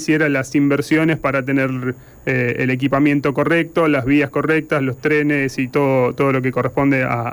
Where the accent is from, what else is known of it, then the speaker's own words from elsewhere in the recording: Buenos Aires, Argentina; somos todos en las radios de Zona Oeste y somos todos de Zona Oeste